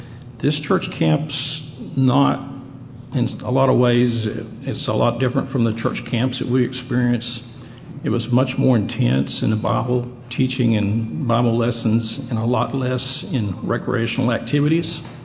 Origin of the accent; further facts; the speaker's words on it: Heber Springs, Arkansas, United States; Well, I was raised down in Central Arkansas, Heber Springs, just outside Heber Springs on a farm.